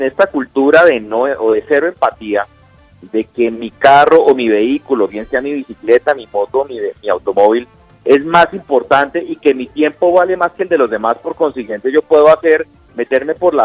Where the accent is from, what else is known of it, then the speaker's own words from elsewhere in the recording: Colombia; Así somos los colombianos, posiblemente.